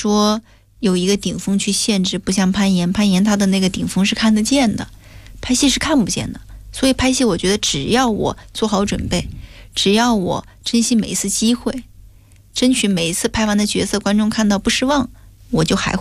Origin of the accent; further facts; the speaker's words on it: Hengyang, Hunan, China; 我又认识了一位更厉害的高手，而且还是我老家人，是湖南衡阳人